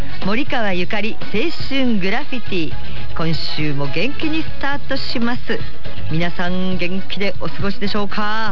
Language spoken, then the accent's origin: Japanese; Katsushika, Tokyo, Japan; 私の実家の葛飾のね、柴又方面なんですが、私のだからずっと幼稚園小学校